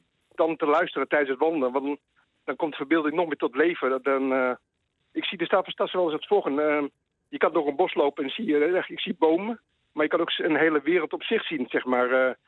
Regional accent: Leiden, South Holland, Netherlands; Ik kom uit Leiden.

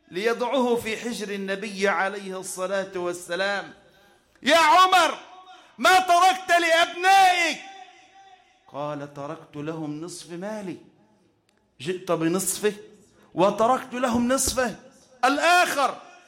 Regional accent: Egypt; اللهم اجعل بلدنا مصر واحة للأمن والأمان والسلامة

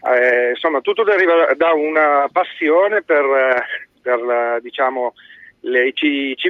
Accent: Nizza Monferrato, Piedmont, Italy; al mio paese, che è Nizza Monferrato, è piatto tipico

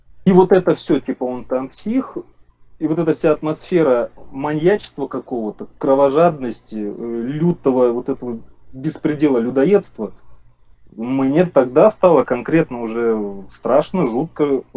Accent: Russia; Вот я живу в России годами, ну... Блин, я, можно сказать, вырос в России.

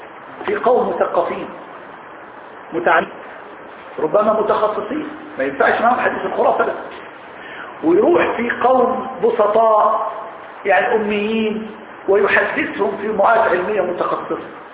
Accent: Egypt; وإحنا عندنا في مصر العامية عامية المثقفين عامية راقية عامية نتكلم بها

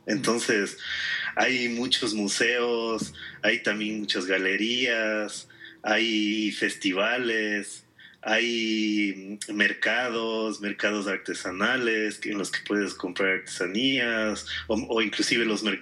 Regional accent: Quito, Pichincha, Ecuador; A veces uno como quiteño ya te acostumbras

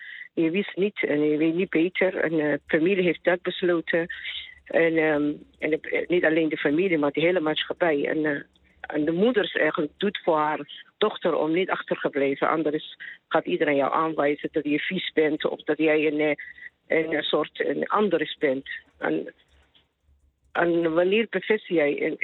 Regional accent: Somalia; Dutch is a second language; now in Netherlands; Ja, ik kom uit Somalië. En ik ben hier in Nederland in de jaren 90.

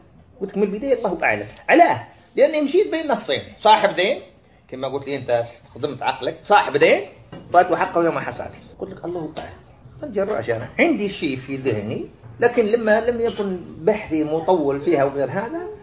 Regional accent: Algeria; والعمل اللي كاين ساير عند الوالد وعند غيره من الفلاحين عندنا في الجزائر

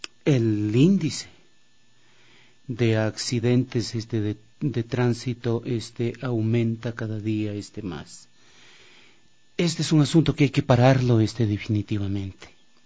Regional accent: Ecuador; nosotros, como ecuatorianos, como ciudadanos y ciudadanas

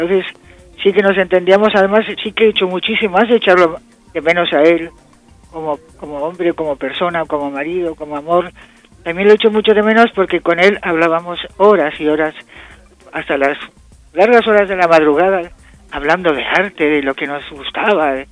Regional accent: Spain; no solamente porque soy española y están en España

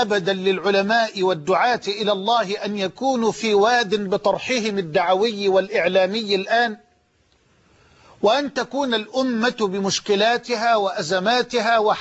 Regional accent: Egypt; على مستوى بلدنا مصر.

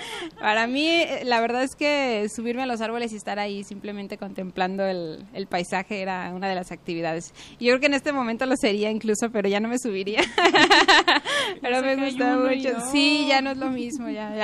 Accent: Guadalajara, Jalisco, Mexico; Soy de Guadalajara, 100% tapatía.

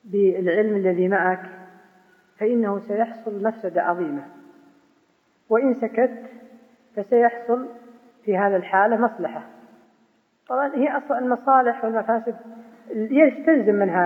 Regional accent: Najd, Saudi Arabia; يسمونها عندنا في نجد يكاسر

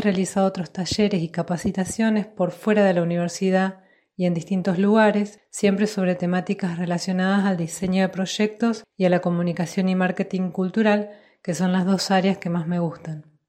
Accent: Paraná, Entre Ríos, Argentina; de Paraná.

